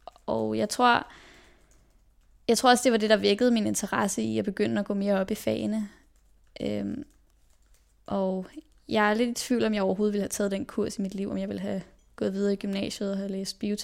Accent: Copenhagen, Capital Region of Denmark, Denmark; jeg blev født på Rigshospitalet den 21. maj i 2000. Og så voksede jeg over på Østerbro, hvor jeg jo bor med min mor, min far og min søster.

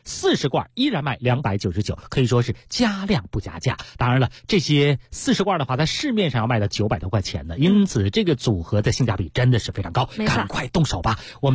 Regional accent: Beijing, China

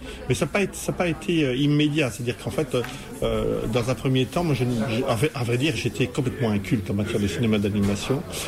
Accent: Rennes, Brittany, France; born there; j'ai décidé de rentrer en fait dans ma terre natale, parce que je suis né à Rennes, tout près d'ici.

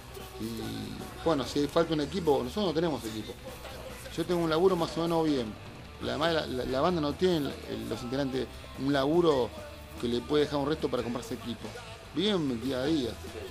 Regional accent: Buenos Aires, Argentina; Nací acá, así que me crié hasta los 14, 15 años.

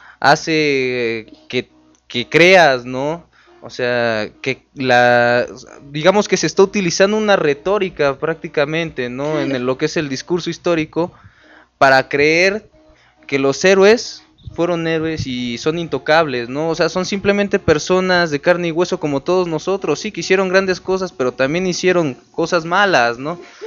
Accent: Mexico; somos mexicanos, ¿no? Ahora ya todos somos mexicanos.

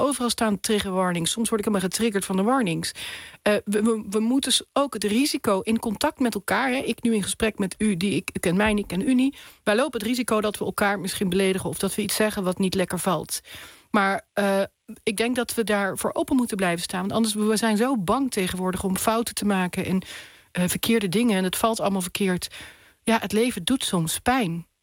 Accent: Nuland, North Brabant, Netherlands; Nou, ik kom uit Nuland, iedereen alvast weet, ik kom daar vandaan.

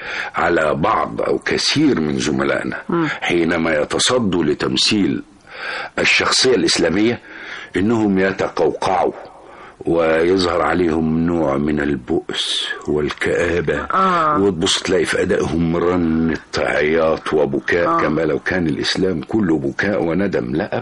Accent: Cairo, Cairo Governorate, Egypt; also born or lived in Kafr Shalshalmun; إن أنا جيت من القرية شاب كبير ودخلت معهد التمثيل، إنما الحقيقة إن أنا اتربيت في مصر، لأني والدي الله يرحمه كان عمدة في قريتنا.

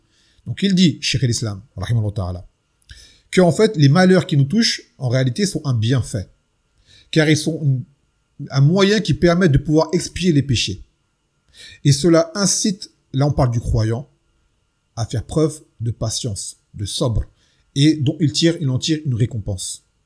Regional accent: French Antilles, France; vous savez, chez nous aux Antilles, Mathalan, le peuple est noir, mais tout ce qui est administratif et autorité, ce sont des blancs.

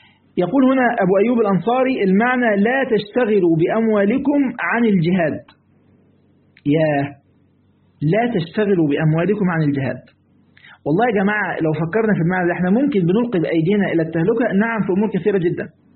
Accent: Egypt; اللي هو اللي هنا عندنا في مصر، لازم هنا في مصر يعني

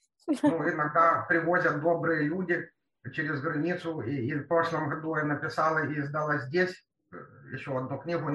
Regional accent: Kyiv, Ukraine; Потом я киевлянка.

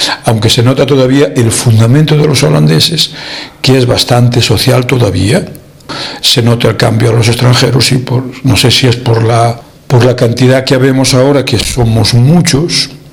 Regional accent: Galicia, Spain; now in Netherlands; yo soy de Orense, de un pueblecito de cerquita de Orense, hacíamos la vida mucho en la capital. Trabajaba en la capital, trabajaba en Orense mismo

